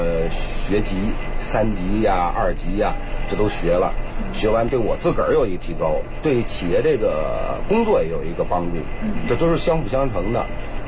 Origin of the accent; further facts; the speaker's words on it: Beijing, China; 土生土长在北京，也没离开这前门地区。